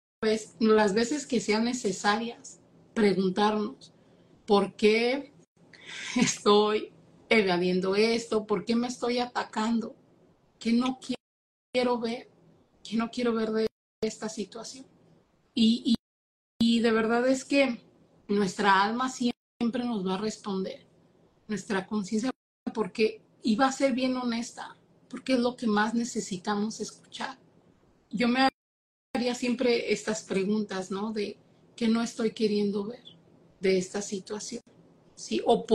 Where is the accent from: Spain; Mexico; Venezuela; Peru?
Mexico; now in Michigan, United States; vivo en Estados Unidos